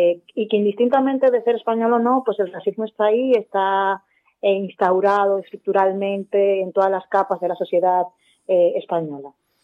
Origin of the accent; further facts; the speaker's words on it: Dominican Republic; moved away as an adult; now in Spain; yo cuando salí de República Dominicana, pues era una persona ya adulta, unos 27 años, con cierto bagaje profesional, ya con unos estudios terminados.